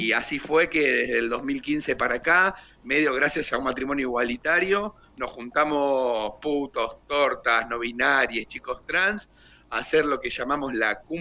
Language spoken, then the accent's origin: Spanish; Dock Sud, Buenos Aires Province, Argentina; somos precisamente de Dock Sud, una localidad ahí ni bien cruzando La Boca, en el partido de Avellaneda, en la localidad de Dock Sud, donde tenemos nuestra sala de ensayo